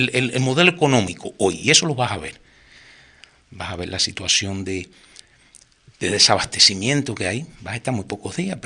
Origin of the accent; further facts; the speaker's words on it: Cuba; Pero es que a uno como cubano, a cualquier cubano